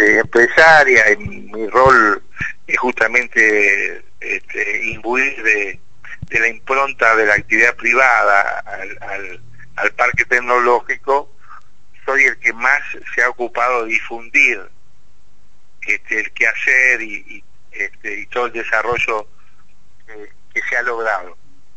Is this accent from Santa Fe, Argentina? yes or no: yes; Santa Fe, Argentina; y los que más en mora estamos, somos los santafesinos, que somos una ciudad de tradición administrativa.